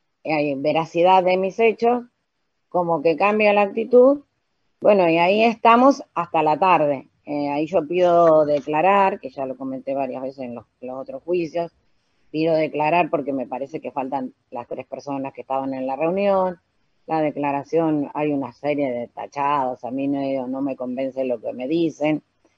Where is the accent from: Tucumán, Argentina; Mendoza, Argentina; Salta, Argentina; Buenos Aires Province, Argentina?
Buenos Aires Province, Argentina; Arrecifes; le digo que soy de Arrecife, me identifico